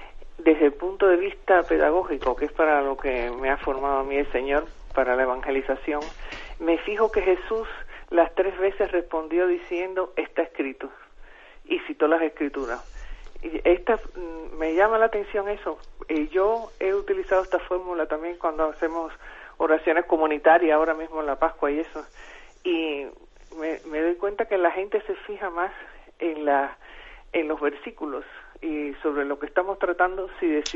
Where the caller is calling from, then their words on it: Madrid, Community of Madrid, Spain; de Madrid.